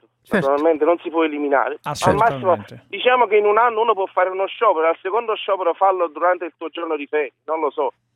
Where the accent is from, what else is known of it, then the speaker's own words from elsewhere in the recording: Caserta, Campania, Italy; io sono di Caserta ma lavoro a Roma.